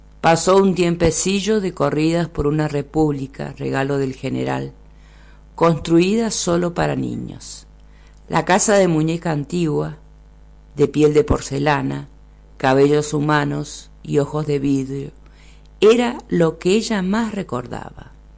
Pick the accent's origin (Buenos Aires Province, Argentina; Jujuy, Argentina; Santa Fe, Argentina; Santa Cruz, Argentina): Buenos Aires Province, Argentina; La Plata; Bueno, yo soy oriunda de La Plata, que es la capital de la provincia de Buenos Aires. Nací allí de forma fortuita, porque mis padres, mi papá es puntano y mi mamá es de La Pampa